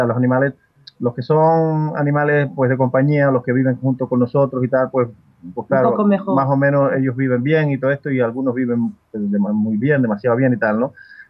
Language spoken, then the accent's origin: Spanish; Canary Islands, Spain; yo en el caso mío, yo soy canario